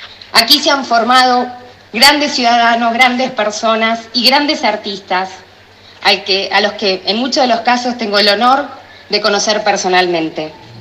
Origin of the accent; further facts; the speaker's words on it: Tandil, Buenos Aires Province, Argentina; born there; porque nací en Tandil y vi las luchas y los reclamos.